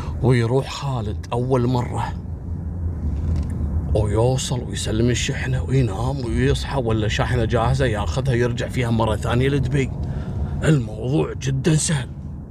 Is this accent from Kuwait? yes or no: yes; Kuwait